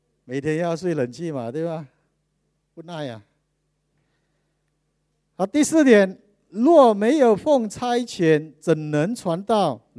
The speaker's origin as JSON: {"language": "Chinese", "country": "Malaysia", "said": "我讲不是，me Malay 就是我们是马来西亚人。"}